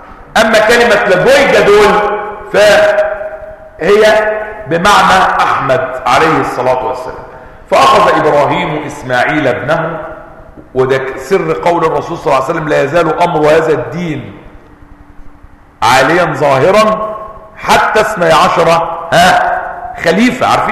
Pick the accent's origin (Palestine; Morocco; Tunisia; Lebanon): Palestine; بئر سبع عندنا في فلسطين.